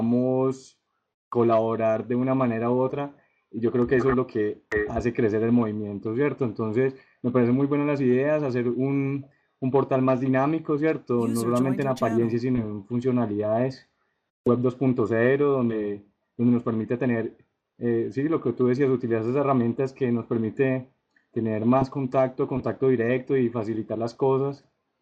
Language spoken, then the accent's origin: Spanish; Colombia; hay gente aquí en mi país y hay gente también en mi ciudad que piensa de una manera similar, estamos alineados, entonces es excelente. Entonces, de una manera muy humilde, lo que les pueda colaborar con todo de parte de Colombia y aparte aquí en Manizales